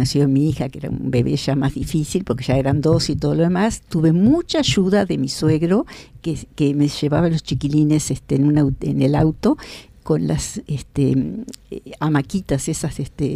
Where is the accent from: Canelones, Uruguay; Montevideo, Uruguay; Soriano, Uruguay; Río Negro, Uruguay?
Soriano, Uruguay; Rodó; also born or lived in Rocha; a los dos años y me crié en un pueblo de Soriano, en Soriano. Rodó, que en esa época se llamaba Estación Drable.